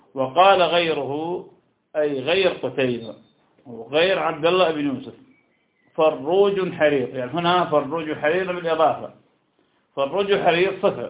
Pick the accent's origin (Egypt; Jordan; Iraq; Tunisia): Iraq; تكار عندنا في العراق